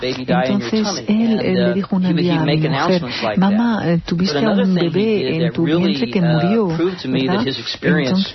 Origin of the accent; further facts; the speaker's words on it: Imperial, Lima, Peru; mis padres se las arreglan para que en Imperial, mi pueblo, yo siga siendo un niño normal